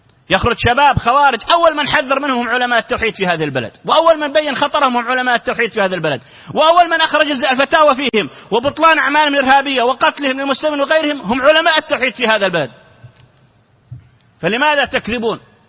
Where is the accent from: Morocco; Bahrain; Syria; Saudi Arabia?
Saudi Arabia; نعرف أن هناك في الإعلام عندنا في السعودية